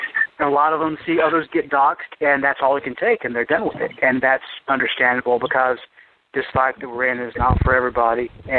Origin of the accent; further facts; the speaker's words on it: the South, United States; I was raised, you know, as a Southerner, to respect my elders, and I guess I'm an elder now.